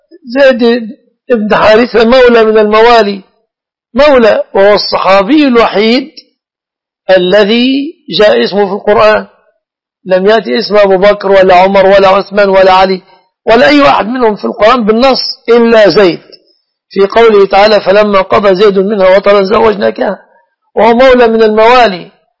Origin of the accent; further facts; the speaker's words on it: Egypt; أنا مصري يا سارة، لست من أهل السعودية